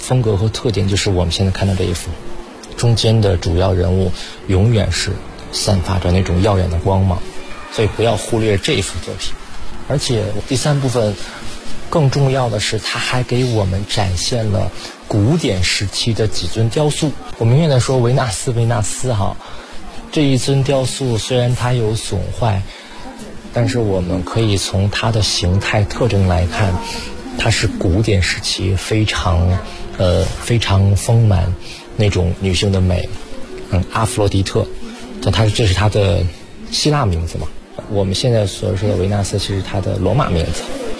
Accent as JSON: {"language": "Chinese", "country": "China"}